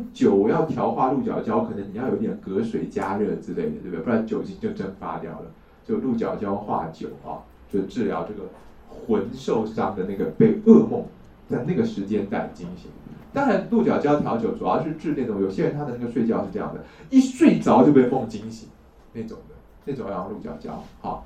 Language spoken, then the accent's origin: Chinese; China; 但这也是我们中国人的一种迷信啊